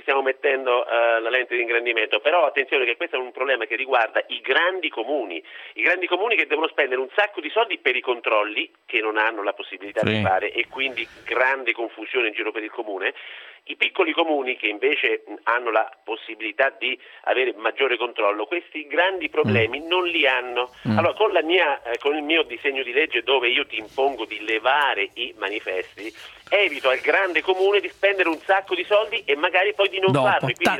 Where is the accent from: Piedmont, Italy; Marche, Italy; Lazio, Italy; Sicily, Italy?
Marche, Italy; Fabriano; sono di Fabriano, vicino, c'è San Francesco d'Assisi